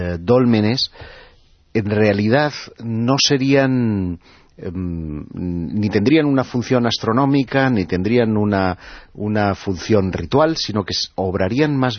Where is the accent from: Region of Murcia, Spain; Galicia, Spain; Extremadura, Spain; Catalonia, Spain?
Catalonia, Spain; Bueno, por hablar de mi tierra, en toda la zona de la Ampurdana hay 150 megalitos